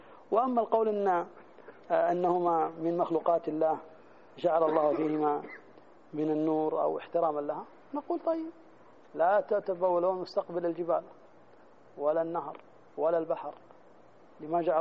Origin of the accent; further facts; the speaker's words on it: Jeddah, Makkah Province, Saudi Arabia; روح في مثلا زي عندنا في جدة ما تشرق ولا تغرب